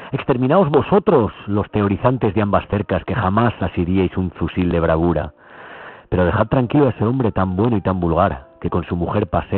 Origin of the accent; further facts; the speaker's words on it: Zaragoza, Aragon, Spain; la manipulación a la que estamos siendo sometidos los zaragozanos y zaragozanas